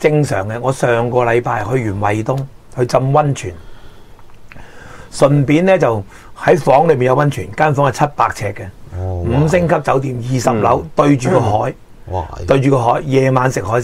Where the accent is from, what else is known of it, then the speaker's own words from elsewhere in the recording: Hong Kong; 以前我哋香港人去永东坐不直巴买套票980蚊一个